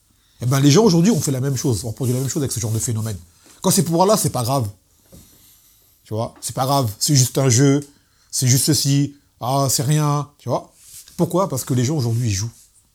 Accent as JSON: {"language": "French", "region": "Martinique", "country": "France", "said": "moi, quand je suis martiniquais, j'ai beaucoup de noirs autour de moi"}